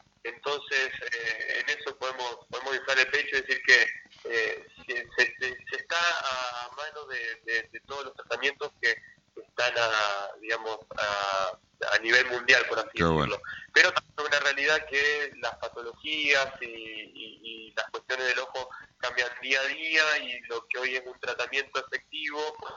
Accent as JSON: {"language": "Spanish", "town": "Rosario", "region": "Santa Fe", "country": "Argentina", "said": "Yo soy de Rosario, me formé en la Universidad Nacional de Rosario."}